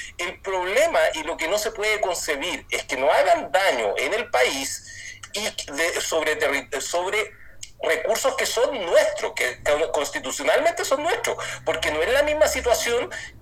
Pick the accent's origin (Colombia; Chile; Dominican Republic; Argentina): Chile; Porque como chilenos podríamos tomar esa decisión que es muy amarga.